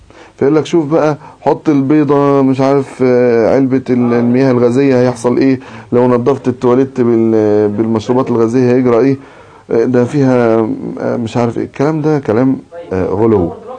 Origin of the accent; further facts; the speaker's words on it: Egypt; واحنا مثلا عندنا في مصر